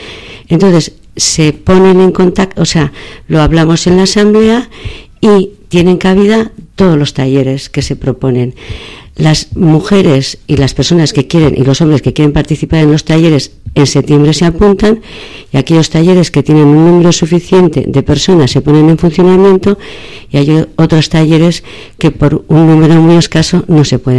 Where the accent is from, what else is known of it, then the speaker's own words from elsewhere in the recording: Bilbao, Basque Country, Spain; yo soy una mujer de Bilbao